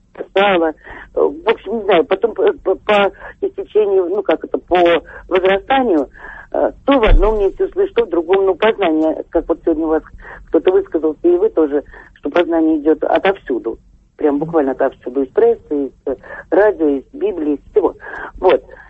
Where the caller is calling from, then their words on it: Moscow, Russia; из Москвы.